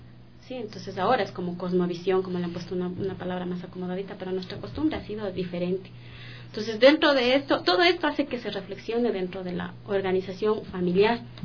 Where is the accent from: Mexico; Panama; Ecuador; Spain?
Ecuador; Cotocollao, Pichincha; nosotros somos originarios de Cotocollao.